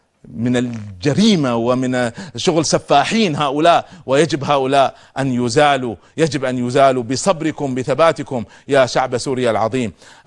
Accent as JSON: {"language": "Arabic", "country": "Kuwait", "said": "عندنا في الكويت أمام السفارة السورية"}